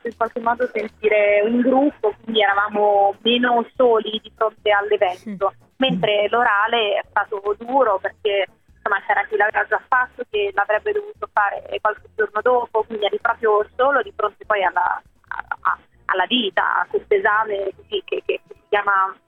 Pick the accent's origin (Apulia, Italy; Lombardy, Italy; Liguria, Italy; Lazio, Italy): Lazio, Italy; Rome; che sono romana, vivevo ancora a Roma quando ho fatto la maturità